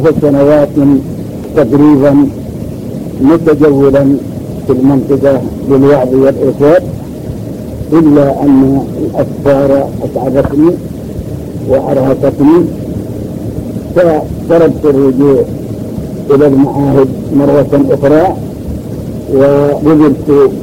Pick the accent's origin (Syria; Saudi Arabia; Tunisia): Saudi Arabia; Al-Majaniyah, Jazan Province; born there; من مواليد قرية المجانية، وكانت ولادتي في آخر عام 46,300.